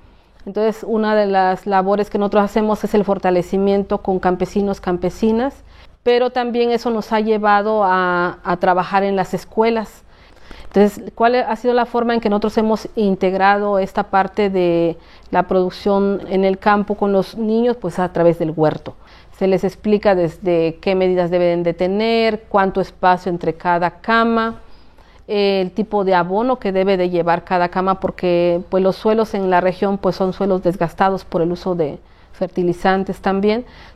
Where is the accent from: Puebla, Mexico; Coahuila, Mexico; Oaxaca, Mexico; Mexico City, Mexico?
Oaxaca, Mexico; soy de aquí de la Sierra Zapoteca, de la Sierra Juárez.